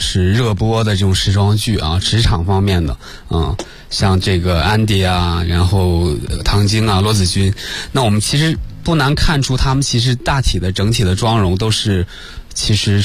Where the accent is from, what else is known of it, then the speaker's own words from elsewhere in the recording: China; 因为大部分我们中国人亚洲人都是眼球比较外凸的